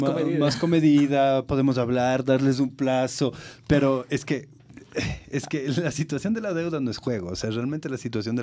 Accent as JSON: {"language": "Spanish", "country": "Ecuador"}